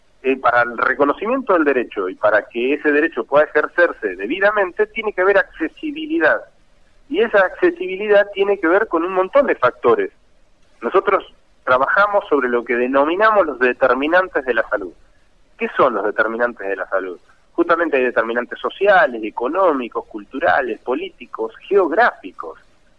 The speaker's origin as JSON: {"language": "Spanish", "region": "Santa Fe", "country": "Argentina", "said": "Yo soy santafesino y veo por mi provincia en todos los lugares donde me toca estar."}